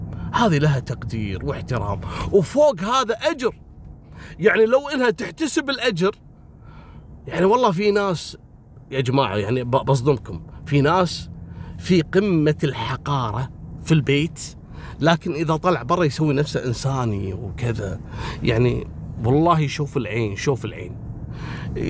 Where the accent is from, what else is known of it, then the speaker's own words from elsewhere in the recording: Kuwait; accent: Kuwaiti; بلهجتنا الكويتية